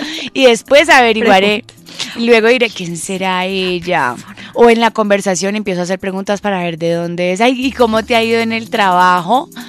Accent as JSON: {"language": "Spanish", "town": "Cali", "region": "Valle del Cauca", "country": "Colombia", "said": "Porque yo soy caleña y a mí me encanta el sol. Y en Cali, verdaderamente, cuando llueve, hace frío."}